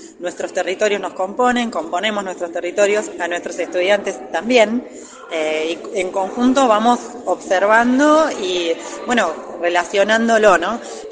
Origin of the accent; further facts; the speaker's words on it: Choele Choel, Río Negro, Argentina; soy de Cholechuel, vivo en Cholechuel, soy nacida ahí